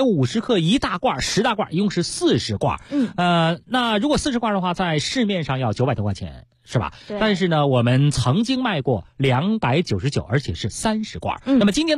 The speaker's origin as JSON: {"language": "Chinese", "region": "Beijing", "country": "China", "said": "我们北京人呢挺喜欢它的啊，像小时候吃的什么水果罐头啊，鱼肉罐头啊，"}